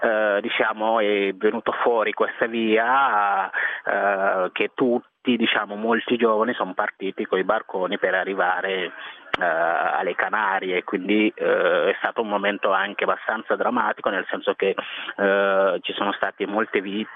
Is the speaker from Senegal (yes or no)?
yes; Senegal; moved away as an adult; now in Italy; sono nato e cresciuto in Senegal fino all'età di 19 anni, quindi a 19 anni sono venuto qui in Italia.